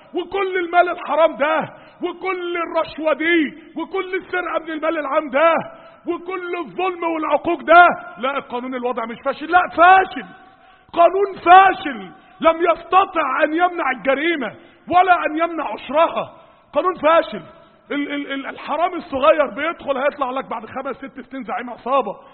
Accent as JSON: {"language": "Arabic", "town": "Mansoura", "region": "Dakahlia", "country": "Egypt", "said": "عندنا في المنصورة"}